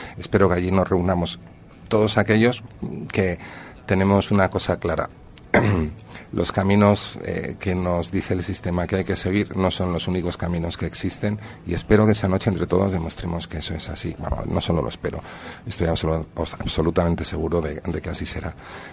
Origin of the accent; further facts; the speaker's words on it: Madrid, Community of Madrid, Spain; moved away as an adult; now in San Sebastián, Spain; esté en Donosti desde los 18 años, que fue cuando abandoné entre comillas la presencia día a día en mi ciudad natal.